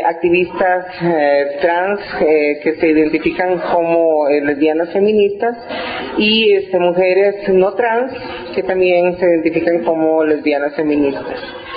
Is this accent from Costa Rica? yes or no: yes; Costa Rica; soy costarricense, soy activista trans, intersex.